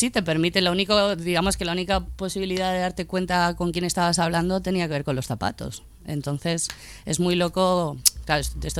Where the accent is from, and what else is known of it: Madrid, Community of Madrid, Spain; born or raised there; also born or lived in Menorca / Buenos Aires